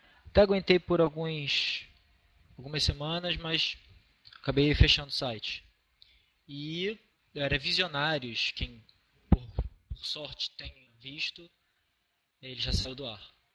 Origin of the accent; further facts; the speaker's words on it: Niterói, Rio de Janeiro, Brazil; Bom, eu sou de Niterói, eu faço física.